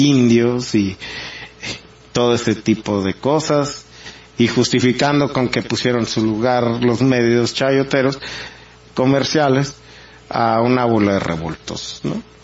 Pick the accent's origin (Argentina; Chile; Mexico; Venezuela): Mexico; en lo que somos mexicanos en este caso